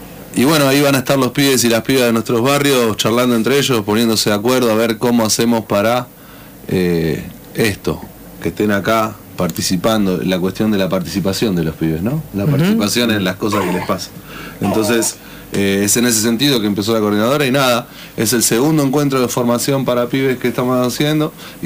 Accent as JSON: {"language": "Spanish", "town": "Berisso", "region": "Buenos Aires Province", "country": "Argentina", "said": "del barrio de Villarguello de Berisso."}